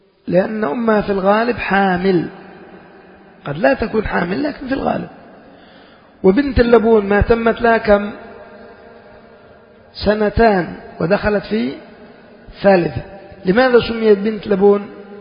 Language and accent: Arabic; Yemen; يعني عندنا في اليمن شخص تقول من رجال